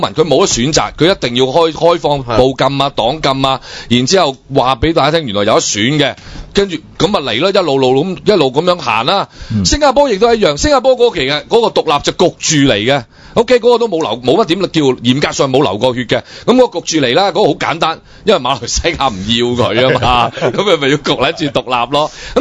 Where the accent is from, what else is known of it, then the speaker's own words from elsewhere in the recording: China; 你譬如我哋中國人對我又成日都好即係好希望大家即係深入啲去了解辛亥革命